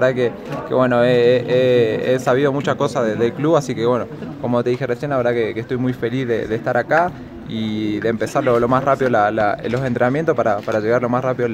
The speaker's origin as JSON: {"language": "Spanish", "country": "Argentina", "said": "Bueno, soy un argentino, tengo 23 años"}